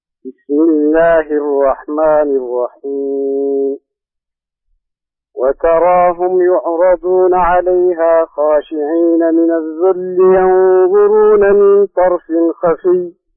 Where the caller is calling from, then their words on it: Jeddah, Makkah Province, Saudi Arabia; أنا من جدة.